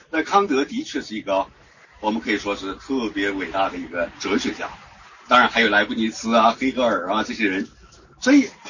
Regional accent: China; 让我们中国人都不大能够很好的理解的

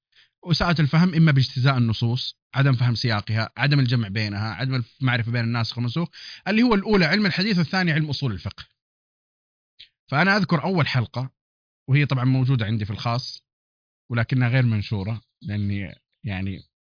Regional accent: Hejaz, Saudi Arabia; accent: Hijazi; وكنت أنا أتكلم أصلا باللهجة الحجازية، حتى اللهجة الحجازية راحت من زمان

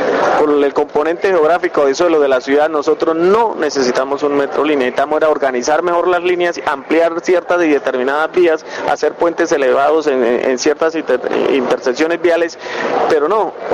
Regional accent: Bucaramanga, Santander, Colombia; es increíble que nosotros como bumangueses y como santandereanos vayamos a aceptar que nos vayan a volver nuestro día cotidiano un 8.

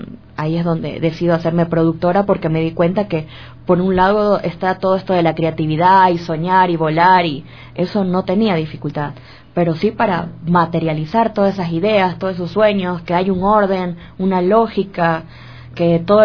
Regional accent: Guayaquil, Guayas, Ecuador; born there; yo nací en Guayaquil en 1985. … … los dos son de Guayaquil.

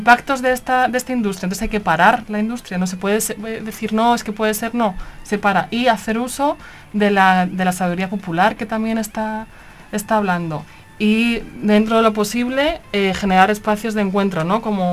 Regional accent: Madrid, Community of Madrid, Spain; now in Barcelona, Spain; todo el mundo quiere que yo sea catalana, pero porque yo vivo en Barcelona, en Cataluña, pero nací en Madrid. Lo siento mucho. Allí nací.

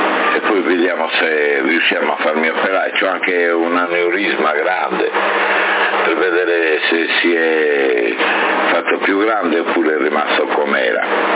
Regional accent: Sardinia, Italy; Io sono sardo, non sono sordo, hai capito?

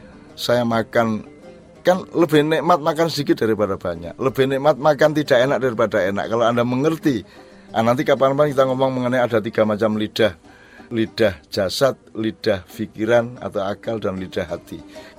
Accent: Jombang, East Java, Indonesia; also born or lived in Gontor; Jadi kelas 5 dan kelas 6 SD saya pindah dari Jombang ke Gontor.

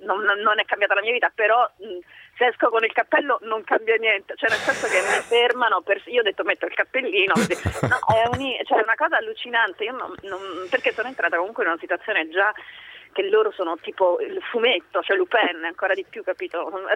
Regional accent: Caserta, Campania, Italy; La mia madre è proprio italiana, sono del sud, io campana, casertana.

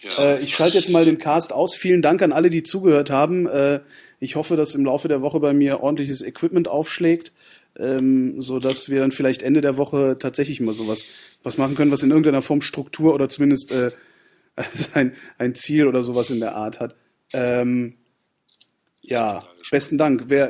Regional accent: Rhineland-Palatinate, Germany; ich bin ja oft am Nürburgring gewesen, ich komme ja aus der Ecke da unten.

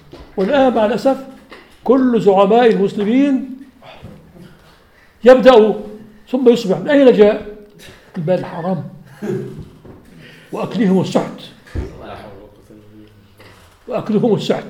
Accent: Aleppo, Aleppo Governorate, Syria; وهو عندنا في حلب

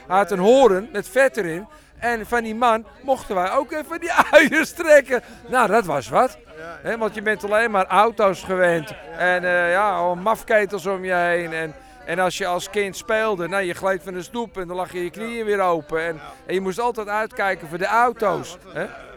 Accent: North Holland, Netherlands; also born or lived in Amsterdam; Ja, heel lang al. Vanaf mijn 9e jaar. Ik ben nu 61. En vanaf mijn 9e jaar, dan zit ik alweer 52 jaar in de Zaanstreek.

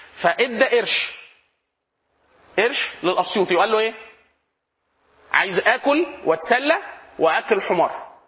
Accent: Upper Egypt, Egypt; احنا عندنا في الصعيد نقول اسيوطي, ولا انت اسيوطي ودي حاجه عظيمه

